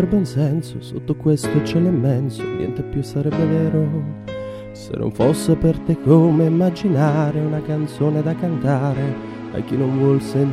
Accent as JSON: {"language": "Italian", "town": "Partinico", "region": "Sicily", "country": "Italy", "said": "vengo da Partinico"}